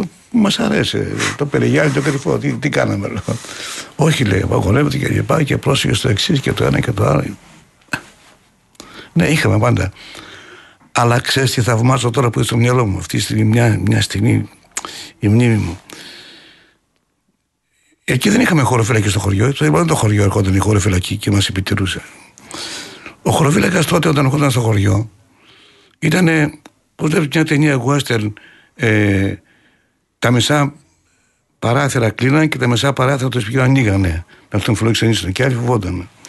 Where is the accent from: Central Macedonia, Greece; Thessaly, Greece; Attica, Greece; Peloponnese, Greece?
Central Macedonia, Greece; Doumpia; γιατί το χωριό μου βγάζει ένα καταπληκτικό νερό, τα Δουμπιά